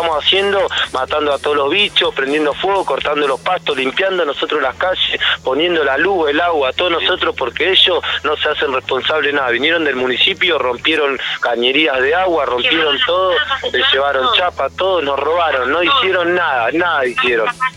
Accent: Bahía Blanca, Buenos Aires Province, Argentina; Como bahiense, como argentino, nos pertenece un lugar, una tierra para nuestra familia.

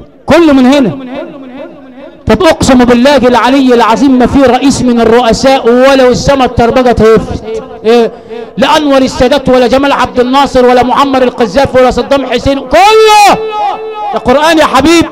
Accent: Zagazig, Sharqia Governorate, Egypt; وانا من الزقازيق الشرقية؟

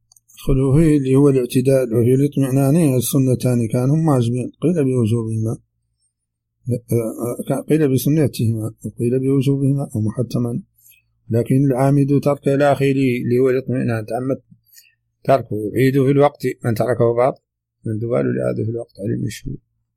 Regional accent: Mauritania; accent: Hassaniya; هذه ترجمة كلمات من لهجتنا الحسانية

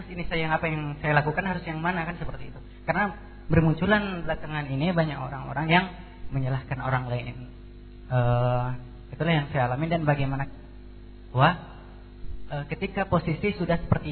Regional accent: Bagansiapiapi, Riau, Indonesia; mungkin sampai ke daerah saya, daerah Bagan Siapit, daerah pelosok di sana kan.

